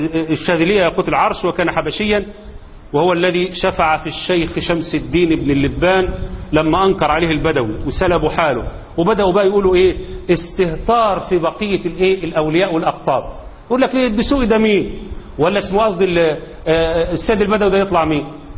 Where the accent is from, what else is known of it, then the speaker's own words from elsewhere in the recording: Egypt; سواء كان عندنا في مصر ولا في السعوديه ولا في اي دوله